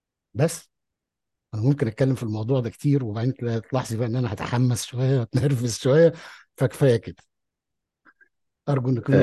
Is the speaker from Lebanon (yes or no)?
no; Egypt; أنا إنسان مصري عربي لي آرائي واقتناعاتي